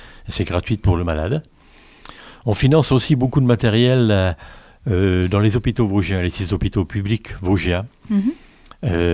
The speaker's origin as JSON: {"language": "French", "town": "Cornimont", "region": "Grand Est", "country": "France", "said": "je viens de Cornimont."}